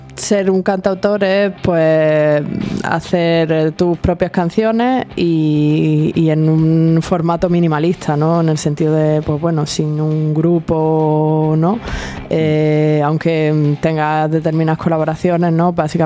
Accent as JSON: {"language": "Spanish", "town": "San Pedro de Alcántara", "region": "Andalusia", "country": "Spain", "tie": "born or raised there", "said": "allí en el pueblo donde me crié, en San Pedro de Alcántara"}